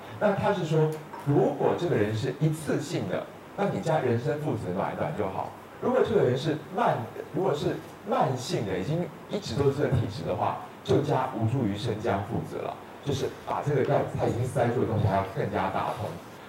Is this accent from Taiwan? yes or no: yes; Taiwan; 我们台湾这边月经痛的阴道感染挂到当归四逆加味汤的非常多